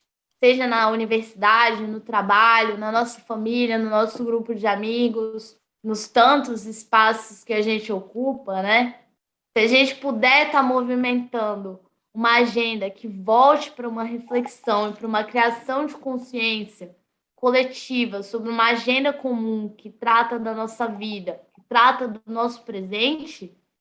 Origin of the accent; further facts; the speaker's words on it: Brasília, Federal District, Brazil; Eu vivo e nasci em Brasília.